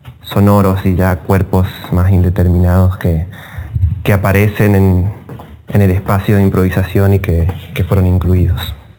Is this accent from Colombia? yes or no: no; San Juan, Argentina; also born or lived in Mendoza; Soy de San Juan. Viví 10 años en Mendoza entre el 2005 y 2015.